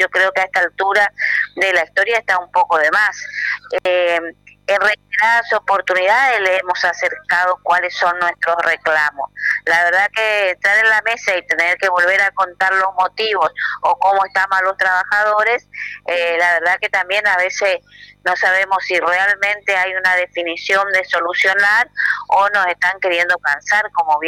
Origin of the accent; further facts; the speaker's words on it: Oberá, Misiones, Argentina; yo no soy de Posadas, soy de Oberá